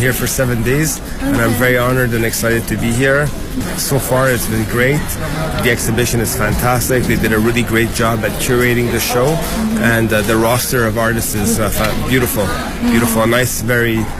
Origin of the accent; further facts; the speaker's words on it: Montreal, Quebec, Canada; I'm a pop artist, and I'm from Montreal, Canada.